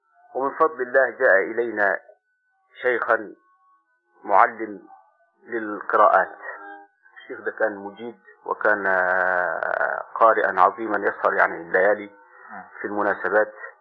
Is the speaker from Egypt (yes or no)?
yes; Upper Egypt, Egypt; فرجعت إلى بلادي الصعيد، وبعدين قلت إن شاء الله سأزور القاهرة مرة أخرى وأزور أهل البيت. فجيت سن يعني بعدها بسنة تقريبا، كان سني 18 سنة أو 19